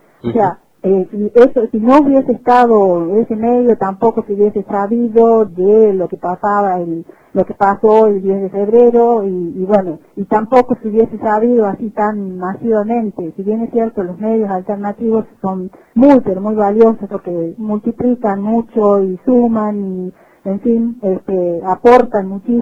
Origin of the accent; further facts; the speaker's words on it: Catamarca, Argentina; Ya no sé qué nos queda como pinamarqueños, como catamarqueños, como argentinos